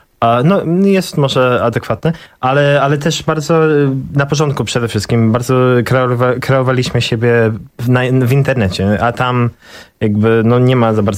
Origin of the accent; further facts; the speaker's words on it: London, United Kingdom; Polish is a second language; now in Poland; wychowałem się w Londynie właśnie i dużo jakoś wsiąkłem kulturę londyńskiej, bardzo mi jest to blisko, ale teraz już mieszkam w Polsce i sobie kreuję tutaj i znalazłem swoje miejsce tutaj i nauczyłem się języka, trochę je używam